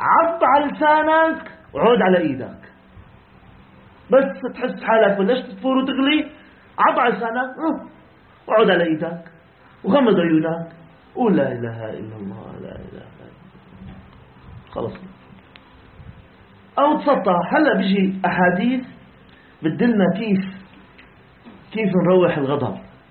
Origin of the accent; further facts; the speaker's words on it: Syria; قضيتنا كسوريين يا أخواننا بسيطة جدا